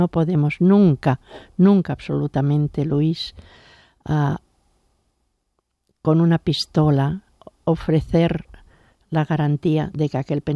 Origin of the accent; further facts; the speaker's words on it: Barcelona, Catalonia, Spain; born there; Cataluña es algo maravilloso porque es donde yo nací